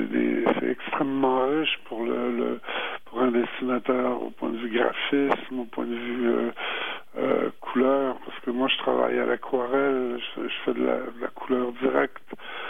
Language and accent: French; Quebec, Canada; Je suis né ici au Québec, mais de parents français.